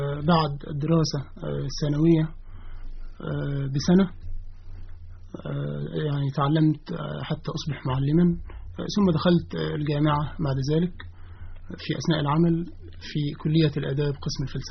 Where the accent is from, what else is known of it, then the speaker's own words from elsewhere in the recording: Ramlet al-Anjab, Monufia Governorate, Egypt; فأنا من مواليد قرية اسمها رملة الأنجب من مركز أشمون في محافظة المنوفية